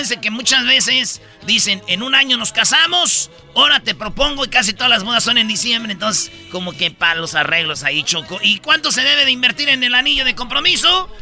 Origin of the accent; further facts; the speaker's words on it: France; en Inglaterra, en Estados Unidos, Francia, de donde yo soy